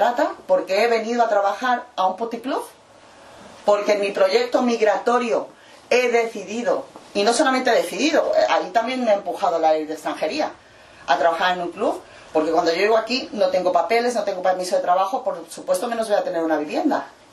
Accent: Mexico; now in Spain; para poder cruzar la frontera europea como mexicana, yo tengo que tener 30.000 euros en el banco

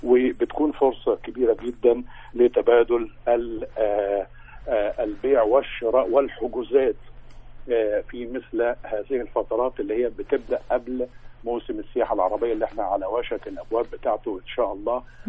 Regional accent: Egypt; أن احنا أجازاتنا كمصريين برضو بياخدوها في الشهرين دول

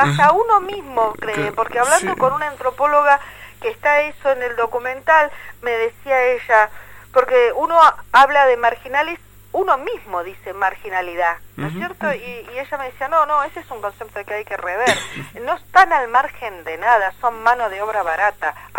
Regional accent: La Plata, Buenos Aires Province, Argentina; yo soy platense, nacida, criada, tengo 56 años

